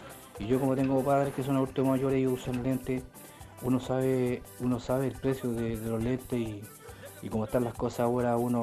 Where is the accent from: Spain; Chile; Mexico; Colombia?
Chile; Pirque, Santiago Metropolitan Region; soy de acá de Pirque